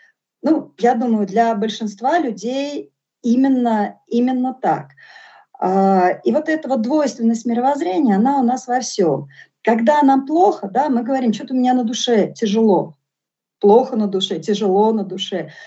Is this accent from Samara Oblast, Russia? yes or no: no; Moscow, Russia; born there; я вообще родилась в Москве